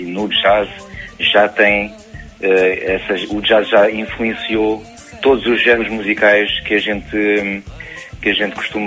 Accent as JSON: {"language": "Portuguese", "country": "France", "tie": "born or raised there", "said": "vivendo em França, nasci e cresci em França e depois, mais tarde, quis ligar-me às minhas raízes portuguesas"}